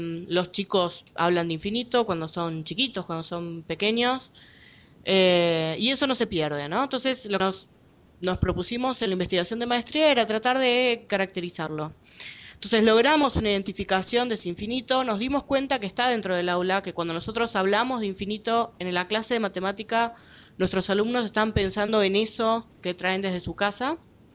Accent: Buenos Aires, Argentina; Yo soy de Buenos Aires, de Argentina.

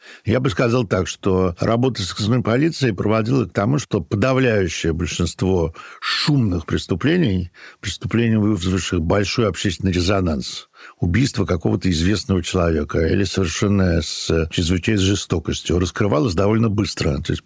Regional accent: Saint Petersburg, Russia; Даже я помню маленьким, я вырос на Петроградской стороне в 50-60-е годы

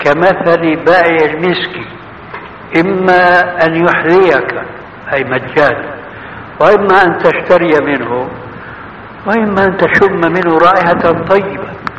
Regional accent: Syria; هذه بسموها عندنا في سوريا برازيت، يعني تشويه.

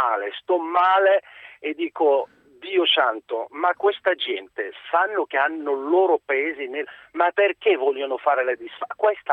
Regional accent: Morocco; now in Italy; Io sono marocchino, sono da 22-23 anni che sono in Italia, insomma.

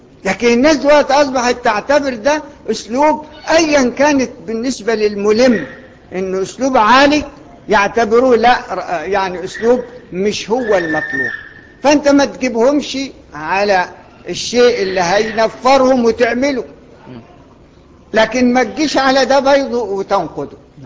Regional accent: Egypt; احنا ناس مصريين ما بيقروش ورش الا للتعلم

